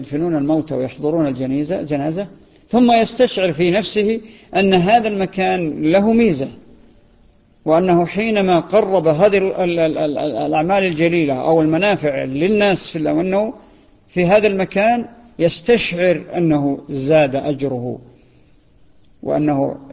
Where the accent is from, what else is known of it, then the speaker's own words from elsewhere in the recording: Saudi Arabia; ظاهرة هي عندنا في السعودية